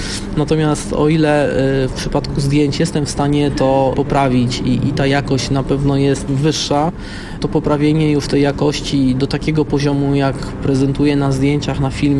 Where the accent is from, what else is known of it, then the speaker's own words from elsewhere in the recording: Warsaw, Masovian Voivodeship, Poland; born there; ponieważ jestem z Warszawy z urodzenia